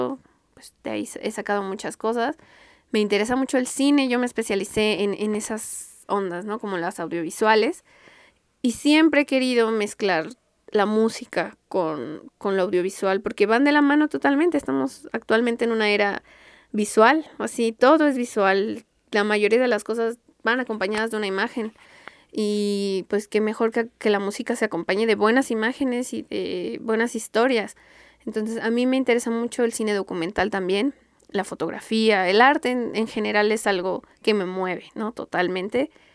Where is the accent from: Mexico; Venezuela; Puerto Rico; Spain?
Mexico; Mexico City; Yo crecí en el DF. O sea, yo vivo en la Gustavo Madero, soy del norte de la ciudad, y pues siempre he estado pues en la ciudad